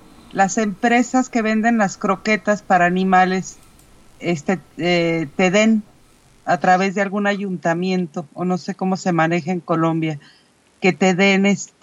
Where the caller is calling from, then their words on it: Mexico; de México.